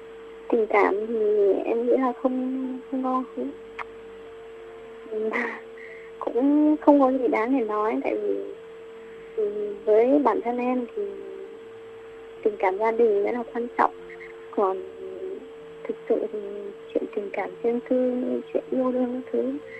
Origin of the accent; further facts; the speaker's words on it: Thanh Hoa, Vietnam; Em ở Thanh Hóa.